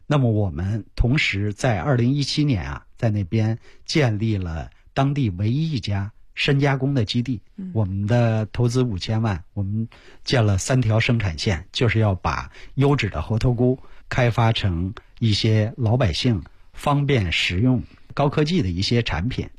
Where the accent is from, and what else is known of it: China